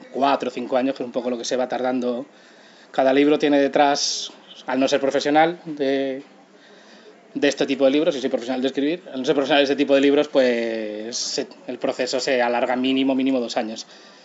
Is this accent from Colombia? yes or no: no; Pinto, Community of Madrid, Spain; una radio comunitaria en mi pueblo, en Pinto